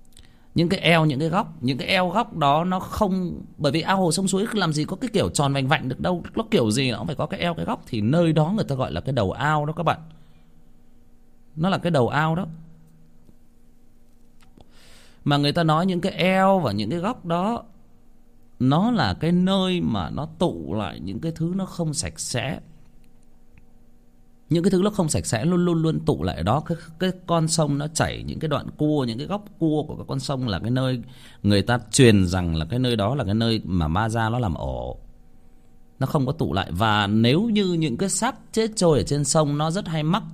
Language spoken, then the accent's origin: Vietnamese; Hưng Yên, Vietnam; born or raised there